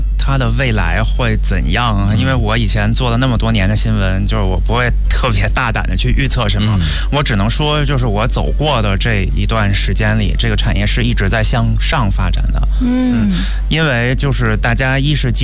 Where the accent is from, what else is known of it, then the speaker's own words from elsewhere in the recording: China; 然后你说我一个中国人要跟这样的翻译跟他们沟通，